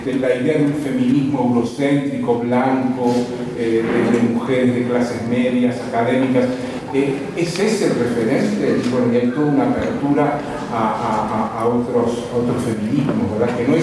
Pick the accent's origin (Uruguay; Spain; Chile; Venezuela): Uruguay; porque yo soy uruguayo